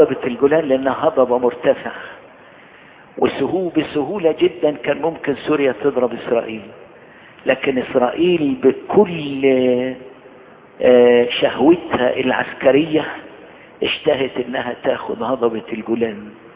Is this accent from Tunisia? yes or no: no; Egypt; يضيء لكل بلادنا مصر